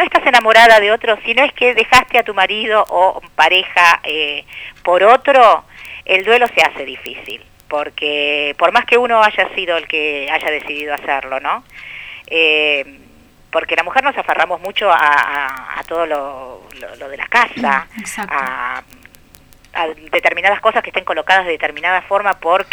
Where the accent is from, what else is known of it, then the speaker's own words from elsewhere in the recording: Buenos Aires, Argentina; born there; acá mismo, en Capital. Capital, sí, por el lado del sur, Constitución. En ese momento mis viejos vivían ahí, después ya a los 4 años míos se mudaron para este barrio al que pertenezco y soy parte, Caballito.